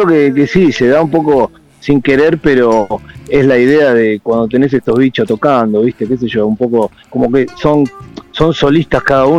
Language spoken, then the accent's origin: Spanish; Ciudad Evita, Buenos Aires Province, Argentina; somos todos de Ciudad Evita, básicamente, ahí para barrios de daños, pero para decirlo más rápido, somos todos de ahí